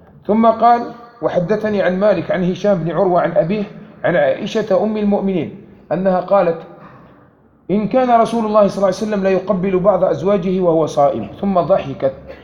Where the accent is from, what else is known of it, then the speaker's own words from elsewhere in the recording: Algeria; كما كان معروف عندنا في الجزائر قديما